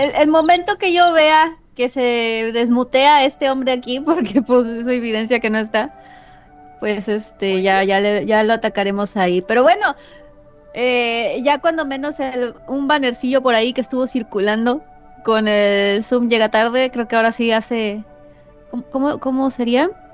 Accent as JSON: {"language": "Spanish", "country": "Mexico", "said": "Somos malas mexicanas en todo caso"}